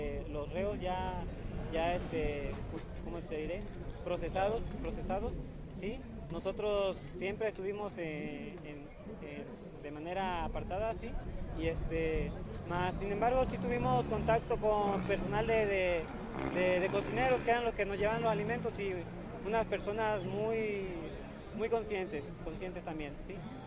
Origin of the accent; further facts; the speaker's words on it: Veracruz, Mexico; Yo trabajo en Tabasco, soy del estado de Veracruz